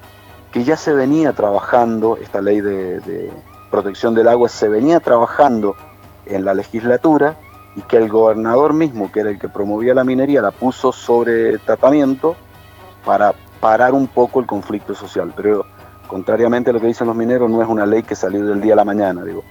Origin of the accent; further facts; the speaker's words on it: San Carlos, Mendoza, Argentina; mi pueblo, digo, en el centro, en el corazón de la provincia de Mendoza, en San Carlos